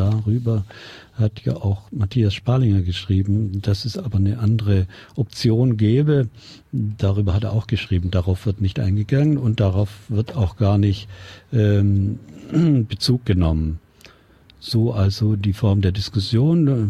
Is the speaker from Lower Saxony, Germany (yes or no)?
no; Bavaria, Germany; ich komme sogar aus Bayern